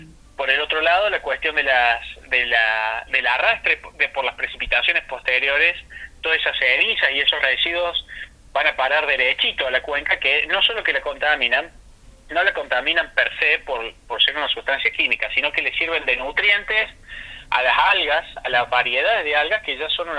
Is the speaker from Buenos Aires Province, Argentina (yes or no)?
no; Córdoba, Argentina; si yo me voy, que soy de Córdoba, se me ocurre tomar agua de una cabaña, que me voy un fin de semana a Tanti